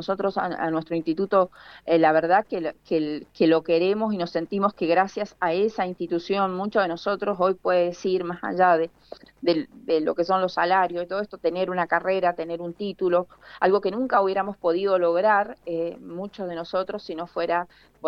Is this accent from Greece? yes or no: no; Mendoza, Argentina; a mi pueblo y especialmente a toda la comunidad, a todos los mendocinos que defendamos las instituciones de educación